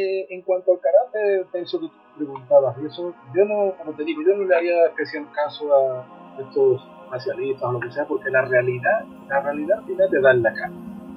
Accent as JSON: {"language": "Spanish", "region": "Andalusia", "country": "Spain", "said": "Yo que soy del sur, que soy andaluz"}